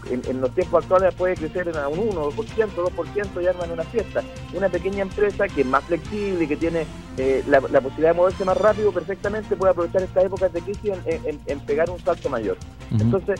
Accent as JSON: {"language": "Spanish", "country": "Chile", "said": "tengamos una convivencia donde todos somos chilenos"}